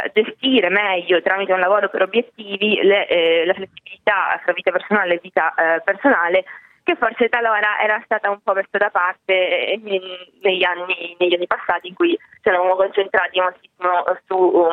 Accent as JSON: {"language": "Italian", "town": "Palermo", "region": "Sicily", "country": "Italy", "also_born_or_lived": "Milan", "moved": "yes", "said": "Io sono di Palermo originaria, ma sono stata tanti anni a Milano, ho studiato lì e poi lì sono andata all'estero."}